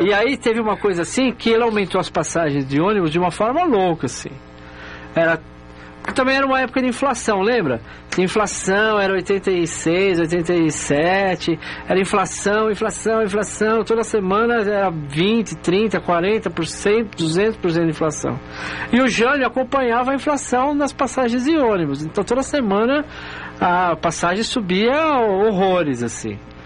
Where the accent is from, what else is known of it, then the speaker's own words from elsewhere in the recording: São Paulo, Brazil; Ah, era na Zona Leste, eu sou da Zona Leste.